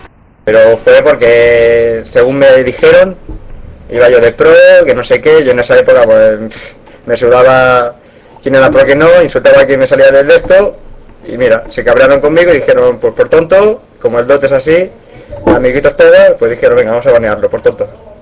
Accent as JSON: {"language": "Spanish", "town": "Barcelona", "region": "Catalonia", "country": "Spain", "tie": "born there", "said": "Soy español, nacido en Barcelona, capital. Tengo 19 años."}